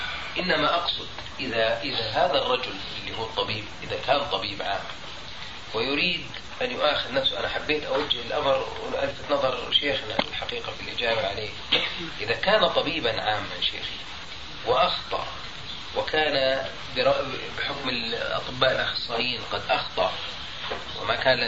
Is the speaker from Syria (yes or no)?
no; Jordan; في القانون الطب عندنا في الأردن لا يمنع ذلك